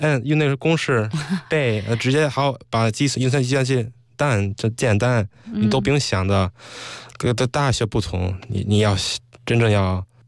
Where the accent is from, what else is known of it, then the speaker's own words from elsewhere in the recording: United States; 因为从小在美国就玩轻松，所以没有那压力